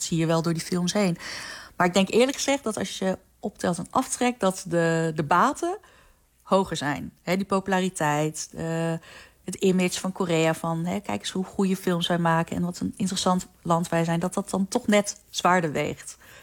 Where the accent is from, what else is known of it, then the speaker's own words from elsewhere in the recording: Netherlands; zijn best wel veel Amerikaanse Koreanen in Amerika, net zoals ik. Ik ben opgegroeid in Nederland.